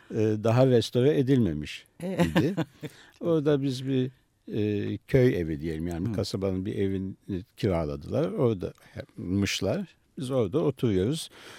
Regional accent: Istanbul, Turkey; born there; Ben İstanbul'da doğdum.

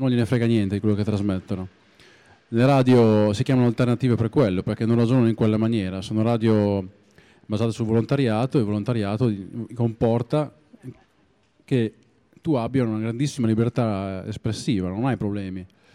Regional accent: Emilia-Romagna, Italy; Tutta l'Emilia Romagna, compresa Reggio Emilia e anche il mio paesino, aveva due radio locali

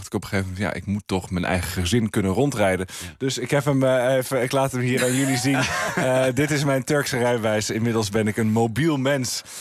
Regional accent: Friesland, Netherlands; Ik ben opgegroeid in Friesland.

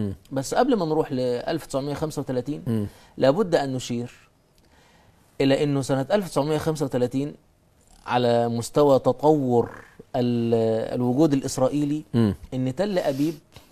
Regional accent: Egypt; احنا عندنا في مصر مثلا بدأ حتى الإخوان في ذلك الوقت يبدأوا يثيروا القضية الفلسطينية

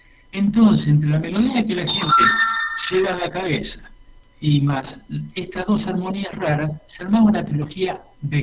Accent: San Fernando, Argentina; usted sabe que soy de San Fernando.

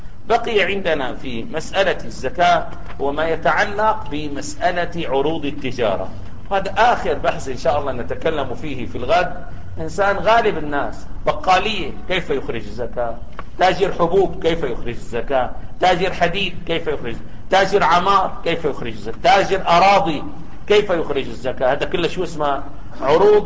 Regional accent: Syria; يعني عندنا في سوريا لا يجتمع اثنان على ملك سنتيمتر واحد

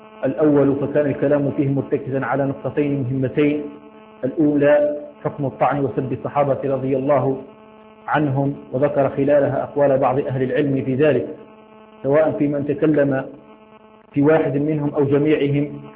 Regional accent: Algeria; حال الأحوال الجوية في بلدنا الجزائر

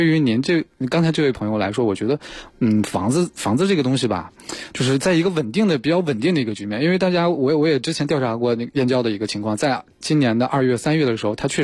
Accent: North China, China; 因为我不了解啊，我一直在北方长大，我不了解南方哪些本地开发商比较好

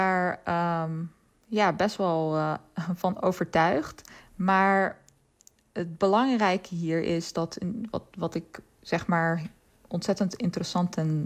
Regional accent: Netherlands; ik weet nog dat ik het altijd als kind opgroeiend in Nederland het ontzettend fascinerend vond dat Nederland zo ontzettend vlak was.

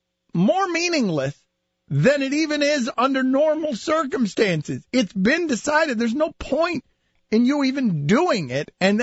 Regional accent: Central Islip, New York, United States; born there; I was born in Central Islip.

